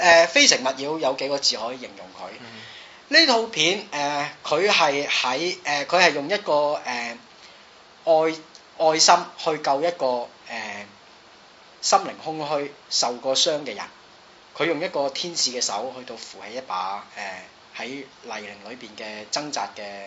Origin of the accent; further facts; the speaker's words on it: Hong Kong; 我哋香港人嘅淨係留意主流，咁你就喺藝術上面已經失敗